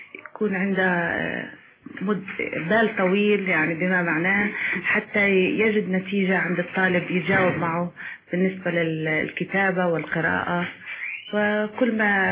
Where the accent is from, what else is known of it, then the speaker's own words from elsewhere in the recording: Jordan; من الاردن.